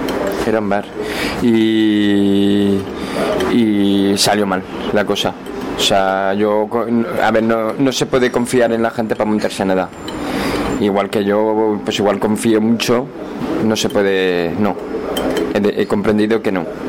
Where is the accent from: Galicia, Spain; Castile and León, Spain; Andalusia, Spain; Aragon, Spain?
Aragon, Spain; Zaragoza; De Zaragoza.